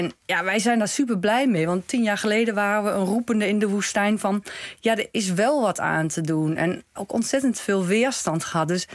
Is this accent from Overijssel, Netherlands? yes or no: yes; Goor, Overijssel, Netherlands; ik kom gewoon uit Goor, uit Twente.